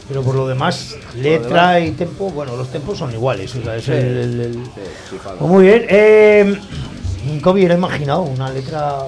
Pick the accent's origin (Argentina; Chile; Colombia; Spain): Spain; Aragon; Somos maños, es lo que hay.